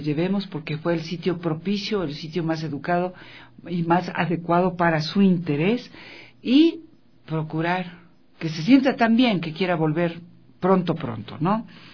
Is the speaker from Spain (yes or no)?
no; Ecuador; dentro de cada uno de nosotros que somos ecuatorianos, no importa de dónde vengamos